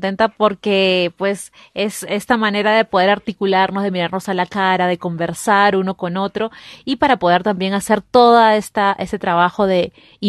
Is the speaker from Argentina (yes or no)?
no; Peru; como decimos en el país de donde soy, de Perú, la gente de a pie